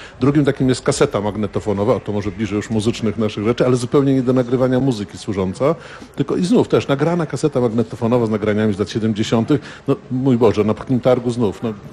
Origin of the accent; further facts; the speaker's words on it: Tricity, Pomeranian Voivodeship, Poland; moved away as an adult; Przyjechałem na studia do Krakowa z Trójmiasta